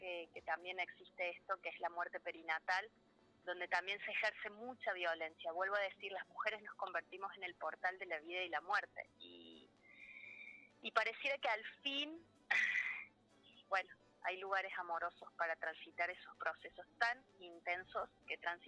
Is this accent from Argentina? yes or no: yes; Córdoba, Argentina; yo vivo hace ya 20 años en Huerta, soy bien cordobesa, pero vivo en Huerta Grande hace 20.